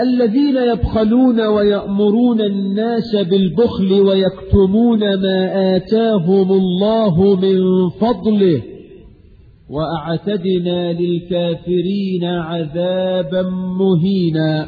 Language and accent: Arabic; Egypt; حتى الناس عندنا في مصر